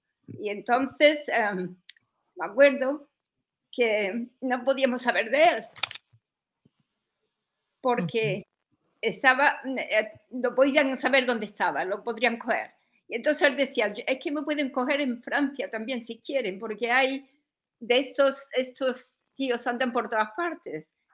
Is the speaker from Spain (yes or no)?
yes; Spain; moved away as an adult; now in London, United Kingdom; yo me vine a Londres también en el 69, y me fui de España porque no aguantaba más todo lo que estaba pasando